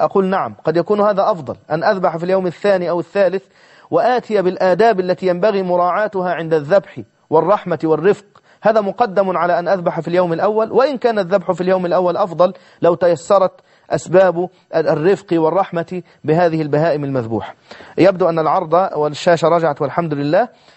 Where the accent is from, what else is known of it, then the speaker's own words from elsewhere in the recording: Egypt; معروف عندنا في مصر نقول عنه الخروف